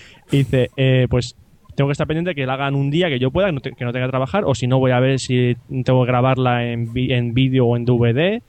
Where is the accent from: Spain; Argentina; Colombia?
Spain; San Vicente; Yo del Greco lo único que vi fue carteles en el cine de aquí de San Vicente, de mi pueblo.